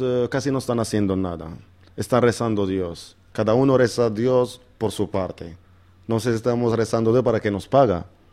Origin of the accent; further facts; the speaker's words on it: Israel; Sí, soy israelí.